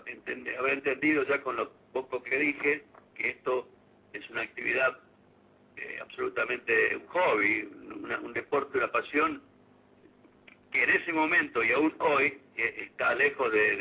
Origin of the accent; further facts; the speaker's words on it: Arteaga, Santa Fe, Argentina; nunca paró la actividad en ese pequeño pueblo, que es mi pueblo, que es Arteaga.